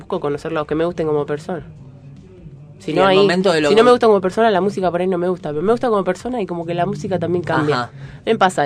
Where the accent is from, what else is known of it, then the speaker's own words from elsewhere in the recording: Pilar, Buenos Aires Province, Argentina; now in Buenos Aires, Argentina; Soy de Pilar, sí.